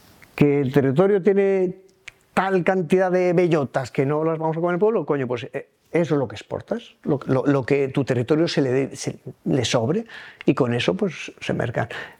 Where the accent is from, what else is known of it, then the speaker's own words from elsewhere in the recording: Asturias, Spain; veía lo verde propio de mi tierra, que contrasta mucho con el de la zona anterior